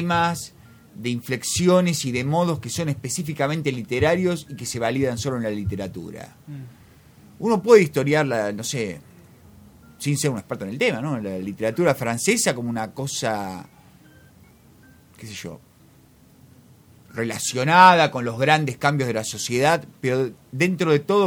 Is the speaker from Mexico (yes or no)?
no; Argentina; como soy un escritor argentino